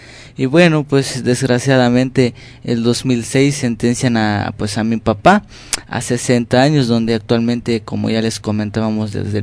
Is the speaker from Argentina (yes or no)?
no; Chiapas, Mexico; first language Tzotzil; Spanish is a second language; vengo del estado de Chiapas, de la lengua tzotzil.